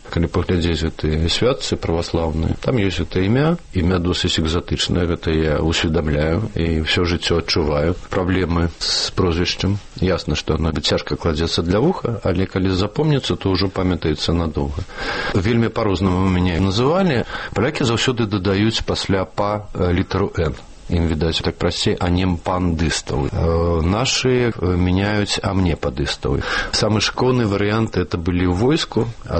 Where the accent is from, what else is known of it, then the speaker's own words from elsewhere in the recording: Minsk, Belarus; Я Мінчук. Я нарадзіўся ў Мінску. А жылі мы спачатку на бульвары Шэўчэнкі, а пазней пераехалі на Камароўку, калі мне было 5 гадоў. Так што для мяне Мінск безумоўна родны горад, які я люблю і нават ведаю.